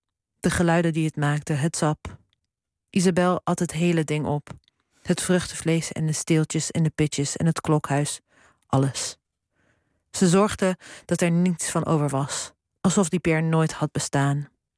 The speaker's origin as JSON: {"language": "Dutch", "town": "Zwolle", "region": "Overijssel", "country": "Netherlands", "tie": "born or raised there", "said": "ja, dit was mijn jeugd in Zwolle."}